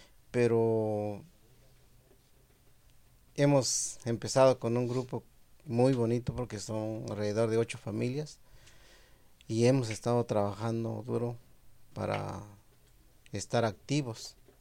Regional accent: Asunción Nochixtlán, Oaxaca, Mexico; now in United States; soy originario de Asunción, Nochixtlán, Oaxaca.

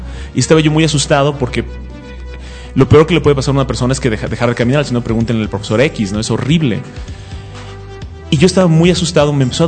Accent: United States; now in Mexico; como fui criado en los Estados Unidos casi, tengo un sentido del humor muy americano

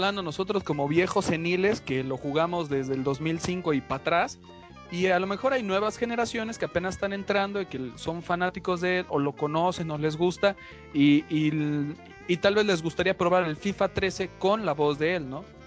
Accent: Mexico; La verdad es de que como mexicanos, en 2005, yo empecé a jugar

